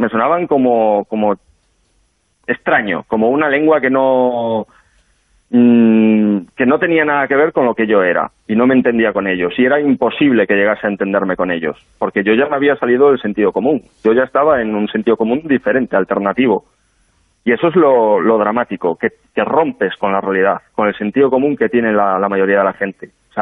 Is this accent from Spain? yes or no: yes; Galicia, Spain; yo, como sabéis, soy gallego y en Galicia la verdad es que no se caracteriza por una gran cantidad de estos grupos en las calles